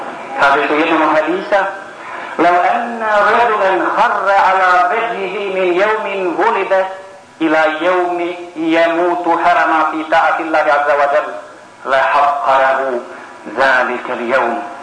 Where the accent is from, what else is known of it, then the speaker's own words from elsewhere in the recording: Bosnia & Herzegovina; Ja kao musliman sam najveći. I nema veći. I još iz Bosne sam.